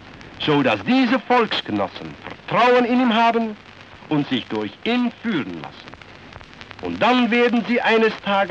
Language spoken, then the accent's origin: German; Netherlands; German is a second language; Bei uns zu Hause in Holland sind noch viele Kameraden aus der Partei, die nur alleine für Holland arbeiten wollen.